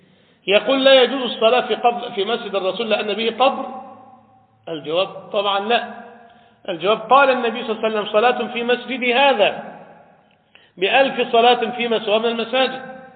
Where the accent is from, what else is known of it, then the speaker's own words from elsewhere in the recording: Egypt; هل دفن عندنا في مصر ولا في العراق